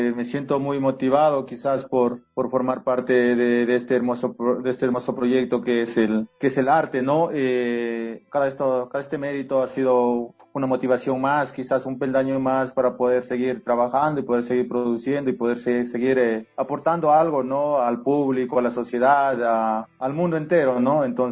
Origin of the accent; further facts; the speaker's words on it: Saraguro, Loja, Ecuador; soy de la provincia de Loja, soy indígena del Cantón Saraguro